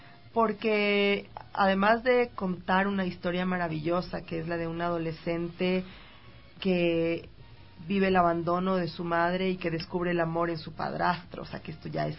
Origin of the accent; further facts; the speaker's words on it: Ecuador; siendo una directora ecuatoriana, mujer de más de 40 años